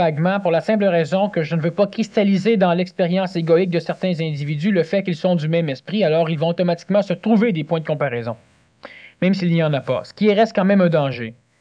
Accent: Quebec, Canada; Je suis né Québécois parce que c'est une terre privilégiée.

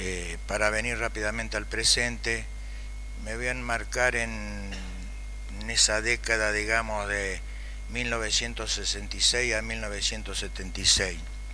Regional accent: Rosario, Santa Fe, Argentina; vengo de Rosario, de Santa Fe

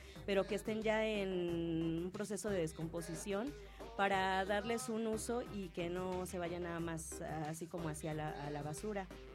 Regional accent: Santa Cruz, Mexico; Nosotros que somos del pueblo de Santa Cruz, son los dulces cristalizados los que son originarios.

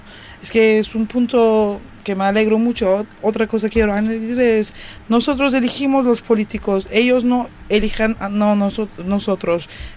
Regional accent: Turkey; porque también vivimos en Turquía, somos turcos

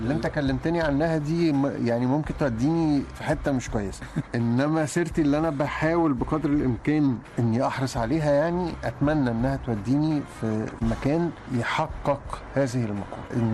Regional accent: Egypt; موجودين عندنا في مصر يعني.

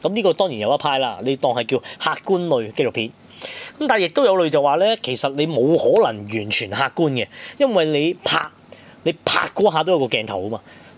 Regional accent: Hong Kong; 咁啊變咗我哋香港人睇啊分外親切啦

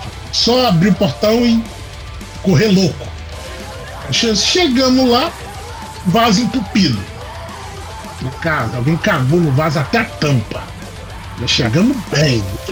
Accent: Minas Gerais, Brazil; Minas. Minas é um ótimo carnaval.

